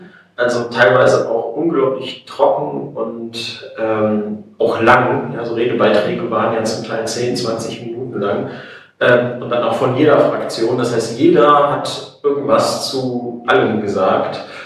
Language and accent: German; Neuss, North Rhine-Westphalia, Germany; Ich komme eigentlich aus Neuss und hatte heute zum ersten Mal das Vergnügen, hier nach Bochum kommen zu dürfen